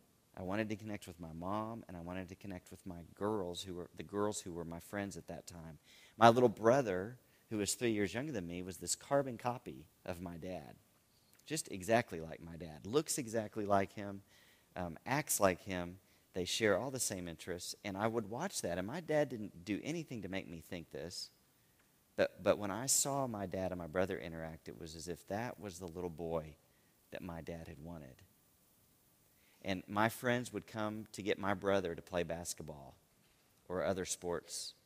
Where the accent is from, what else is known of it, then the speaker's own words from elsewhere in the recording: Austin, Texas, United States; I'm in a Christian school here in Texas. I grew up in Austin primarily.